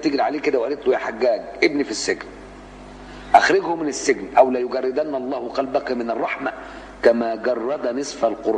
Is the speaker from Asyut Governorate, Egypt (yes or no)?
no; Cairo, Cairo Governorate, Egypt; وكنت أروح ميدان الأوبرا في مصر وأنا قاهري